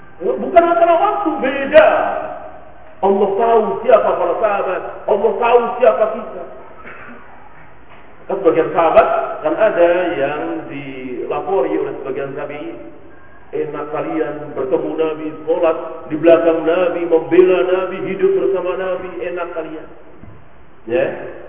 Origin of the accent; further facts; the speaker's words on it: Indonesia; born there; Bahwa kita lahir di negeri kita ini, ayah ibu kita muslim